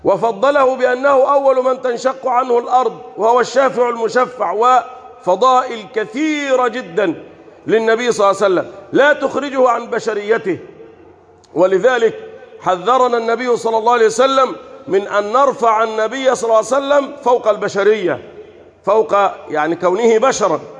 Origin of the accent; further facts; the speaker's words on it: Egypt; اللهم احفظ بلدنا مصر